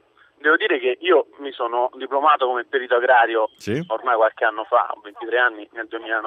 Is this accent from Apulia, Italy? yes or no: no; Rome, Lazio, Italy; io sono di Roma e già la Regione Lazio tempo fa prometteva l'affidamento di terre demaniali.